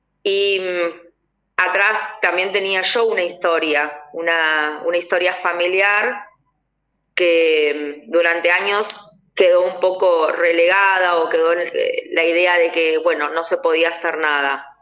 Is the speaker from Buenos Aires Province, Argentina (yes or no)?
yes; Remedios de Escalada, Buenos Aires Province, Argentina; yo soy de Remedios de Escalada, de Lanús